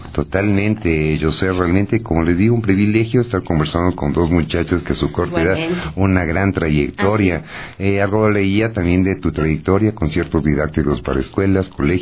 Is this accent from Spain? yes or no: no; Ecuador; nuestra cultura, nuestra gente, que somos ecuatorianos